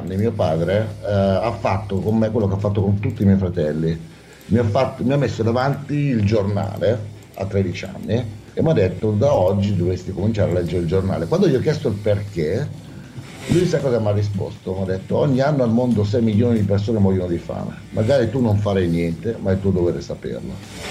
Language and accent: Italian; Milan, Lombardy, Italy; born there; Nato a Milano e... genitori molto impegnati nel sociale da sempre.